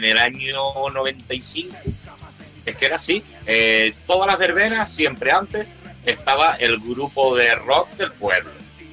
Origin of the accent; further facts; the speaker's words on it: Peñabaja, Spain; una parte que me afecta a mí, que es en mi pueblo, en Peñabaja